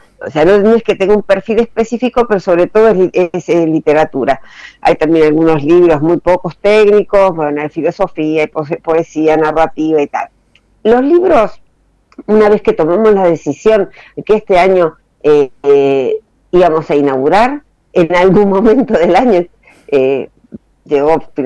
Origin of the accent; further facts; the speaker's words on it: Mendoza, Argentina; now in Buenos Aires, Argentina; yo soy mendocina, pero vivo en Buenos Aires hace muchos años.